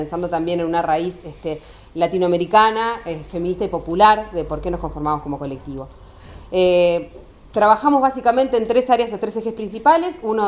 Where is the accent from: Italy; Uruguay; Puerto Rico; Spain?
Uruguay; Montevideo; now in La Plata, Argentina; Yo soy de Uruguay, de Montevideo, soy del colectivo feminista Minervas, estoy viviendo en La Plata